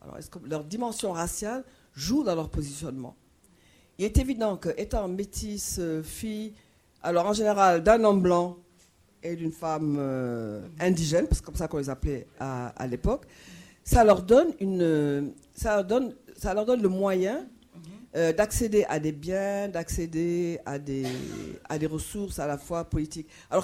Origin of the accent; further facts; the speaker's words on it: Dakar, Senegal; Bon, je suis sénégalaise, je suis de Dakar et je vais souvent à Gorée.